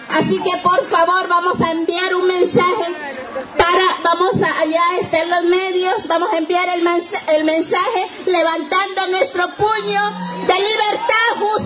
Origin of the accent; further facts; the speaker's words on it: Argentina; desde este territorio de pueblos originarios, desde las que venimos de Argentina.